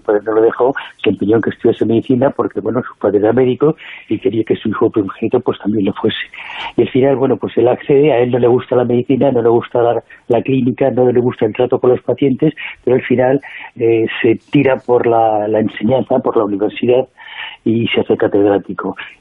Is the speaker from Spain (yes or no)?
yes; Spain; somos los mismos españoles los que no hacemos